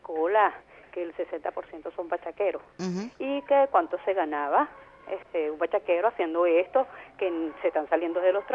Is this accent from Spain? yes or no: no; Venezuela; nosotros los venezolanos